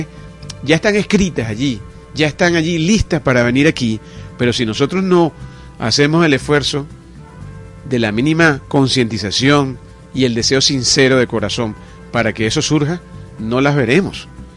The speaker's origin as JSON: {"language": "Spanish", "country": "Venezuela", "said": "como pueblo, como nación, como país, como hermanos venezolanos."}